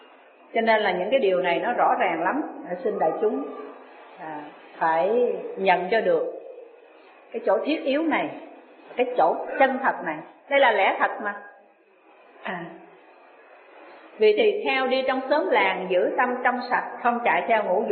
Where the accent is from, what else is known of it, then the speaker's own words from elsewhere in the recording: Ho Chi Minh City, Vietnam; Tôi là dân Sài Gòn. Nhưng mà tôi lại không có theo ở Sài Gòn.